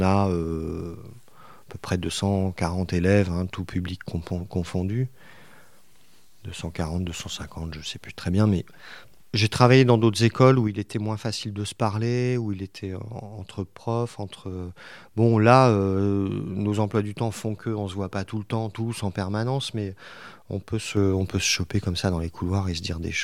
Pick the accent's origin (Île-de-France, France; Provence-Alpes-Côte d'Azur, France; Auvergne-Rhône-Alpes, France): Île-de-France, France; Paris; born there; Moi, je suis né à Paris, mais toute ma famille, père et mère, sont de la région, en fait.